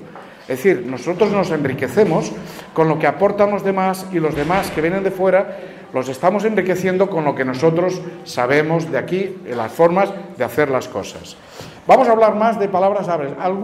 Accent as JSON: {"language": "Spanish", "town": "Tarragona", "region": "Catalonia", "country": "Spain", "said": "Yo mismo soy catalán, yo procedo de Tarragona, yo hablo catalán, hablo francés también, hablo italiano también"}